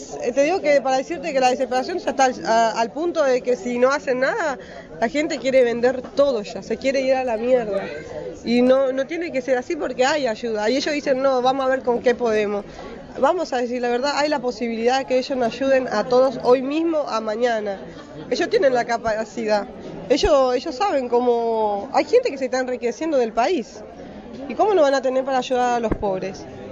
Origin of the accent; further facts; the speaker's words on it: Paraguay; now in Argentina; Nosotros somos paraguayos y somos gente que trabajamos día a día.